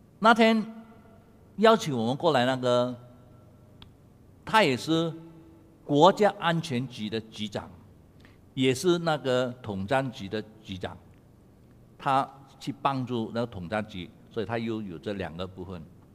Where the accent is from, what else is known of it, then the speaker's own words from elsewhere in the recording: Malaysia; 我老远从马来西亚过来呢